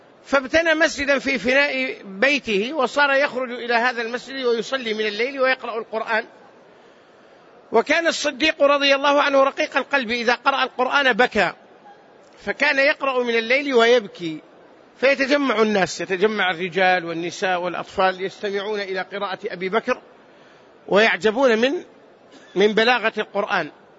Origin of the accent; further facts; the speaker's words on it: Hejaz, Saudi Arabia; والسمر نوع من الشجر البري معروف عندنا في الحجاز